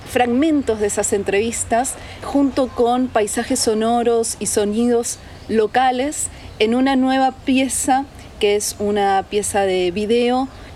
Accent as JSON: {"language": "Spanish", "region": "Buenos Aires", "country": "Argentina", "said": "Soy de Buenos Aires, Argentina."}